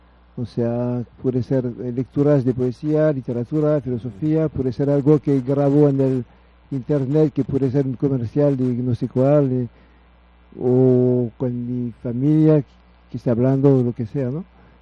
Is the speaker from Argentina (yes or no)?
no; France; Spanish is a second language; Vengo de Francia también, sí. De Francia. Yo vivo en Francia y tengo 10 días aquí en México. Y estuve en el país hace mucho tiempo. O sea, como 20 años estuve en el país, pero no aquí.